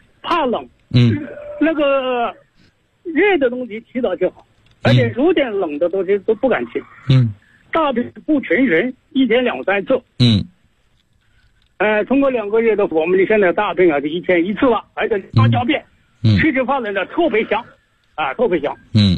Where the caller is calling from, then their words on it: Guangdong, China; 我呢是来自广东西宁的，